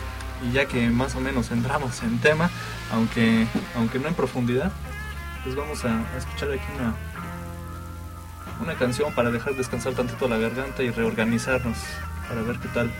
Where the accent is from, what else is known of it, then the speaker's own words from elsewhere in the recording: Mexico; Somos orgullosamente mexicanos, no como en otros países